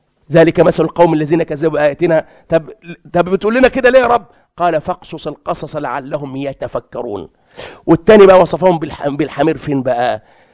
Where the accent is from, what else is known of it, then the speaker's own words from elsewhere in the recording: Egypt; بيسموه عندنا في مصر حمار العنب